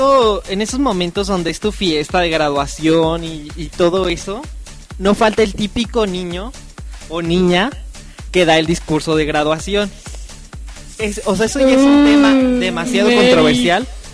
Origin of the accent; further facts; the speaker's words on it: Mexico; Vinieron, porque yo soy de México.